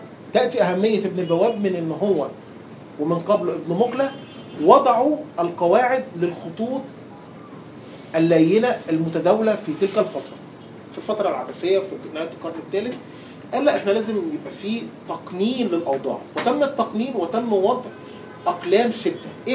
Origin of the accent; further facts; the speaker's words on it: Egypt; يعني ما فيش عندنا حد في مصر بيكتبه، والاكثر اهميه ان ما فيش حد عندنا في مصر بيعرف يقراه.